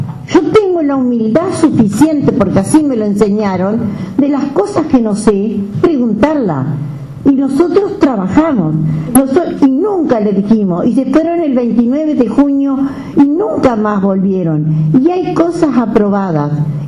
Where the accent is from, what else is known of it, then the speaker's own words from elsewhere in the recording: Merinos, Paysandú, Uruguay; estuvo trabajando vialidad en mi pueblo, en Merinos